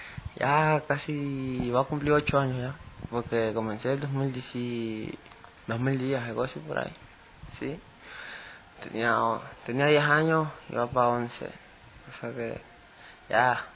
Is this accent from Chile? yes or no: no; Machala, El Oro, Ecuador; born there; now in Quito, Ecuador; Nací en la ciudad de Machala, soy machaleño, sino que, bueno, llevo año y 7 meses en la provincia de Quito, en la capital